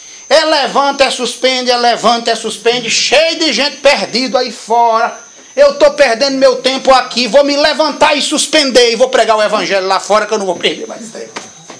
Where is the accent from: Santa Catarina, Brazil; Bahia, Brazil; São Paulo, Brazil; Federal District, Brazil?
Bahia, Brazil; Salvador; E nós somos de Salvador. E nós não conhecemos a história daqui.